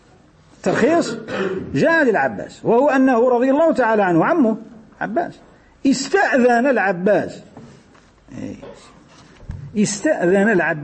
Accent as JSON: {"language": "Arabic", "country": "Algeria", "said": "يقولوا حتى احنا عندنا في الجزائر في بعض المواطن كي يقول لك المال"}